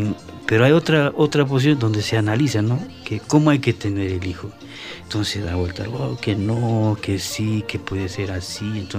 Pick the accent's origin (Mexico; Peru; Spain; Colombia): Peru; Juliaca, Puno; Y la primera guitarra es de mi tierra, de Juliaca.